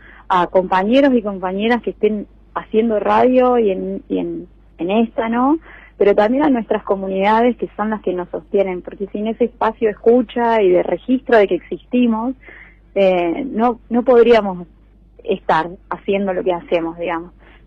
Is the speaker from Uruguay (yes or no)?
no; Santa Rosa, La Pampa, Argentina; Además me tocó ser guía turística porque yo soy de Santa Rosa